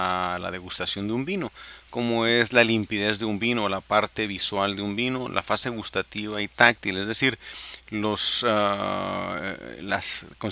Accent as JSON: {"language": "Spanish", "region": "Baja California", "country": "Mexico", "said": "los que somos de Baja California, pues sabemos que la gran mayoría del vino de México se produce en Baja California"}